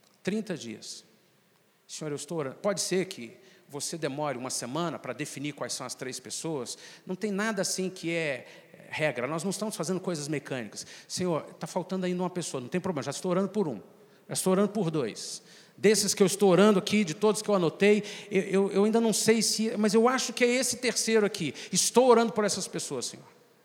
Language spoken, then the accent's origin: Portuguese; Minas Gerais, Brazil; nós, como mineiros, somos muito, mas muito conservadores, muito mais fechados. Nós não temos o hábito de hospitalidade.